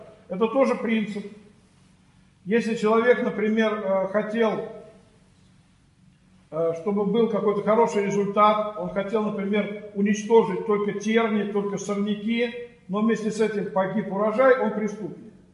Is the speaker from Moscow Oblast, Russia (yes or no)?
yes; Orekhovo-Zuyevo, Moscow Oblast, Russia; Я вот сам родом из Орехово-Зуево, и там у нас в Подмосковье